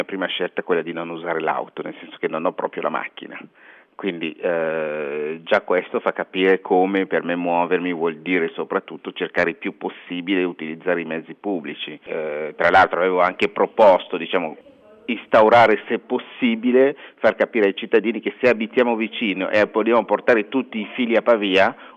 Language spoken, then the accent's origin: Italian; Kinshasa, DR Congo; io sono cresciuto a Kinshasa, che è una città che conta 6 milioni di abitanti.